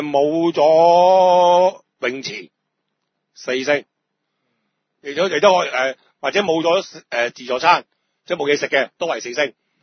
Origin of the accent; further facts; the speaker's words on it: Hong Kong; 咁樣除咗我哋香港人要簽入境申報啦